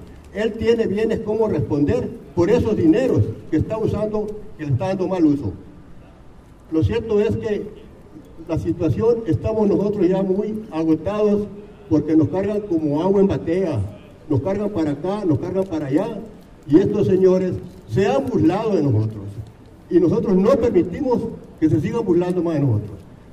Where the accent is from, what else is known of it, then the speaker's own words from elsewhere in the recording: Ures, Sonora, Mexico; Vengo de la población de Ures.